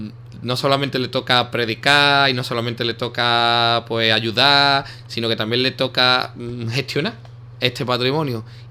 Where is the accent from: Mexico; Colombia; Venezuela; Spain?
Spain; Ubrique, Andalusia; las futuras generaciones de ubriqueños, dentro de 200 años, reciban el patrimonio como nosotros lo hemos recibido